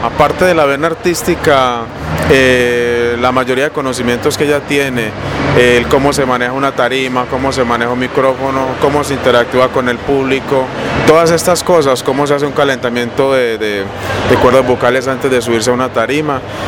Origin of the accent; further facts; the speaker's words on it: Barbosa, Antioquia, Colombia; No, yo realmente soy de acá, de Antioquia. Yo soy de Barbosa, Antioquia, a mucho honor.